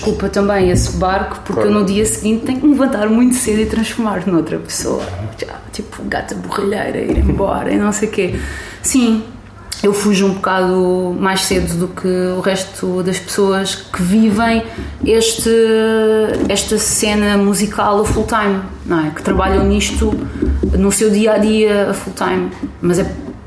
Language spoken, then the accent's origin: Portuguese; Barreiro, Setúbal, Portugal; Pá, a cidade de onde eu venho, o Barreiro, tem muita gente